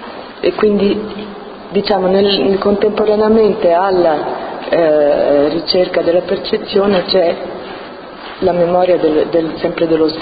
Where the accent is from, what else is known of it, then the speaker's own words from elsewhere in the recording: Rome, Lazio, Italy; born there; io sono nata a Roma e mio padre è americano di origine scozzese e irlandese